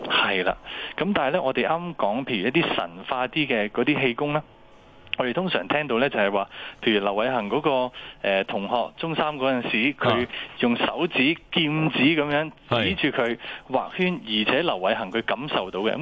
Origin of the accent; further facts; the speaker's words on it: China; 因为我哋中国人有一句说话咧，叫做一元之始，万象更新。